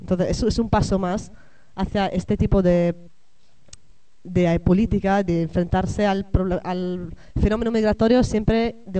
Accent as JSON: {"language": "Spanish", "country": "Italy", "second_language": "Spanish", "moved": "yes", "said": "yo misma soy italiana y me he movido de mi país, me he ido a otro país."}